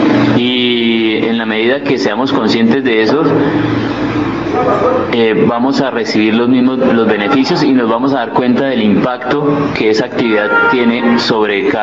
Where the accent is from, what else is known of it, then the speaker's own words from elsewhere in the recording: San Francisco, Cundinamarca, Colombia; nosotros, los mismos que estamos aquí, que somos de acá de San Francisco, nos enamoremos.